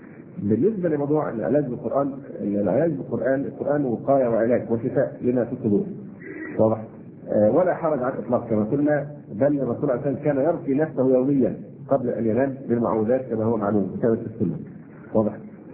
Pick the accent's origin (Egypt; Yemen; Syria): Egypt; ونحن مصريين ونعرف طبيعة بني جلدتنا